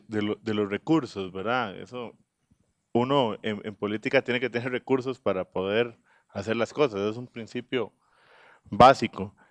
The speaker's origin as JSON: {"language": "Spanish", "region": "Puntarenas", "country": "Costa Rica", "tie": "born there", "said": "encabecé papeleta en la provincia de Punta Arenas, de donde soy natal"}